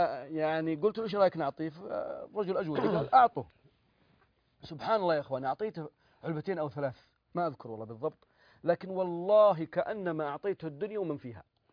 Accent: Jeddah, Makkah Province, Saudi Arabia; فإحنا عندنا في جدة لها اسم ثاني

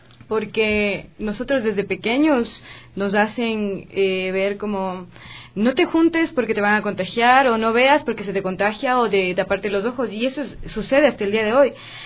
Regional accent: Ecuador; como los ecuatorianos somos, pequeños, medios gorditos, claro, bronceados, con nuestros rasgos

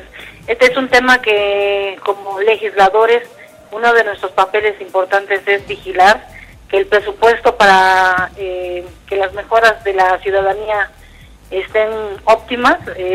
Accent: Xochimilco, Mexico City, Mexico; ya que yo soy de Xochimilco.

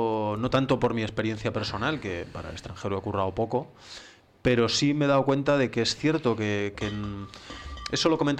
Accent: Spain; yo soy español, yo tengo que hacer de todo

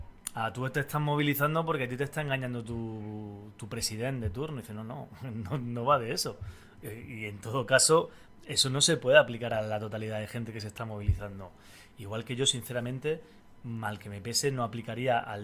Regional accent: Andalusia, Spain; moved away as an adult; now in Catalonia, Spain; yo soy un andaluz que vive en Cataluña desde hace, pues, aproximadamente 15 años

